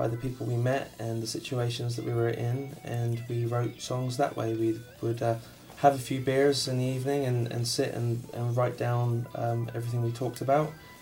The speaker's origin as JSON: {"language": "English", "region": "London", "country": "United Kingdom", "said": "Well, we're from London, in England"}